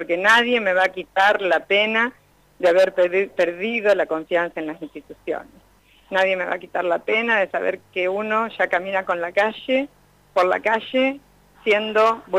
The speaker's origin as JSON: {"language": "Spanish", "town": "Realicó", "region": "La Pampa", "country": "Argentina", "said": "yo soy de Realicó, vengo de Realicó"}